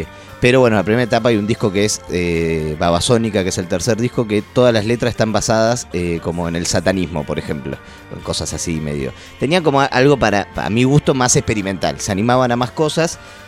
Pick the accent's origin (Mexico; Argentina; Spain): Argentina; Berazategui, Buenos Aires Province; Yo soy de Brazategui